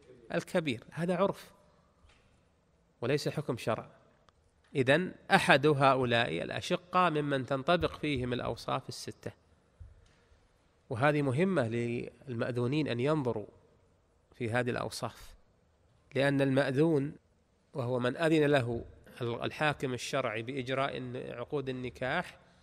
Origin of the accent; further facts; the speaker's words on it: Najd, Saudi Arabia; درج الناس عندنا في المملكة العربية السعودية ولا سيما في نجد